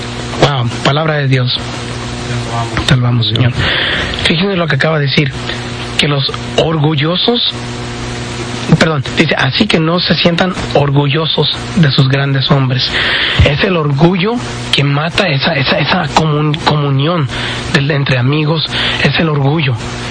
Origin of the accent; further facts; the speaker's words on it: Orosi, California, United States; somos del pueblecito de Orosi